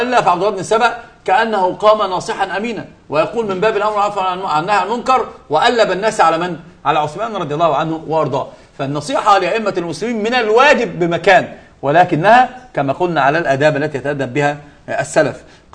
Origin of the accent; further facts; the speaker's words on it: Egypt; يعني ده اسمه العوجان عندنا في مصر بيتعوج فبيتعوج